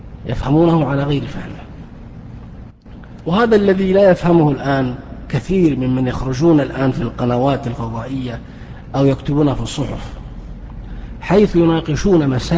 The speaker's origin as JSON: {"language": "Arabic", "country": "Saudi Arabia", "said": "ما هي موجودة في الكتب التي عندنا في السعودية"}